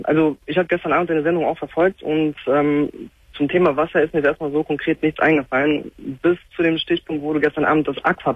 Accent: Cologne, North Rhine-Westphalia, Germany; Ich komme aus Köln.

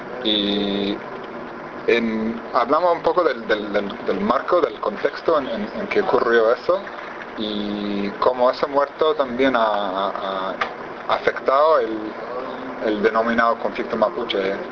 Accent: United States; now in Chile; soy periodista independiente de origen estadounidense, que ya vive hace varios años acá en Chile.

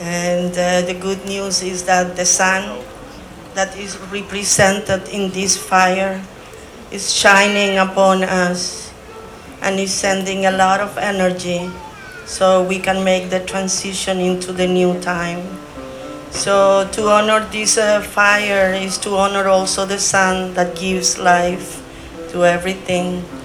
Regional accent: Chile; English is a second language; I come from Chile. I am of mixed blood, Mapuche and Chilean

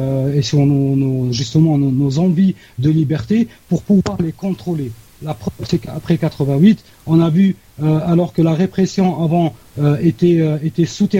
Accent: Algeria; Ça, c'est une question que, en tant qu'Algérien, je me pose toujours

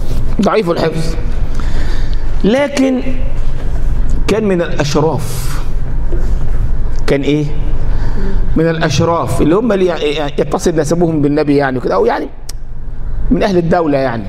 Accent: Upper Egypt, Egypt; احنا عندنا في الصعيد يقول لك العقول، ما يقولش العقول، العجول.

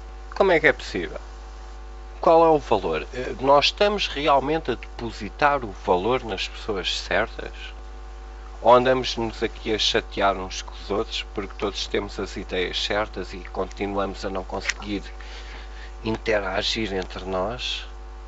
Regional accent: Portugal; mesmo sendo portugueses e gostarmos de Portugal

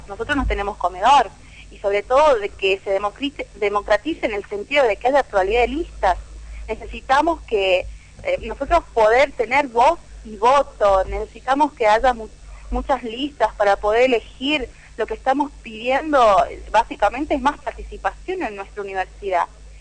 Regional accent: La Rioja, Argentina; No, soy de La Rioja, sí.

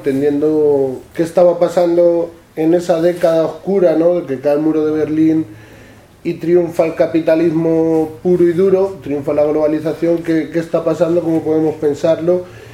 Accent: Villafranca de los Caballeros, Castilla-La Mancha, Spain; Vengo de La Mancha, vengo de un pueblo chiquitito al sur de Toledo que se llama Villafranca de los Caballeros.

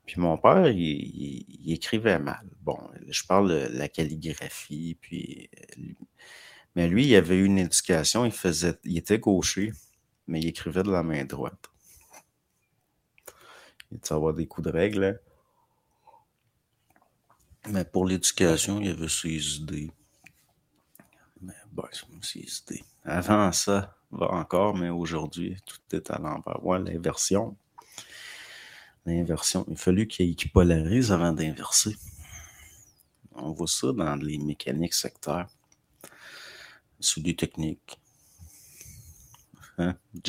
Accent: Dolbeau, Quebec, Canada; Je suis natif de Dolbeau.

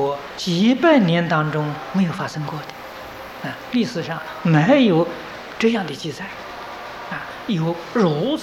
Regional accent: Taiwan; 今天我们台湾人的生活比大陆同胞生活过得好得太多太多了。

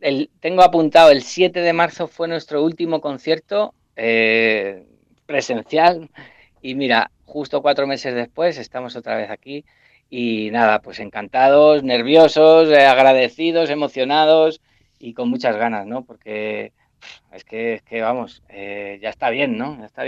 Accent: Valdeluz, Castilla-La Mancha, Spain; el sábado actuamos en Valdeluz, que es mi pueblo

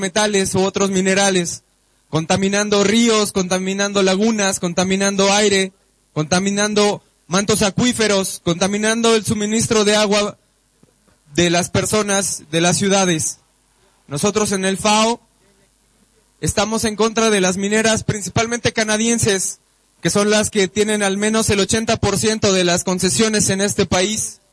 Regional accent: San Luis Potosí, Mexico; vengo de San Luis Potosí

